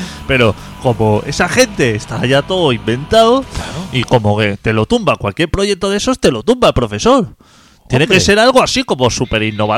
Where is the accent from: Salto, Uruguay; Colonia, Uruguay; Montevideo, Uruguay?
Colonia, Uruguay; Carmelo; mira, vengo de Carmelo a enseñaros 4 cosas.